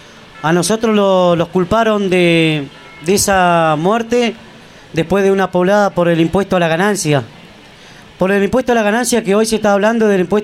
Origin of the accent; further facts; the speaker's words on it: Santa Cruz, Argentina; de donde soy yo, de allá de la acera Santa Cruz.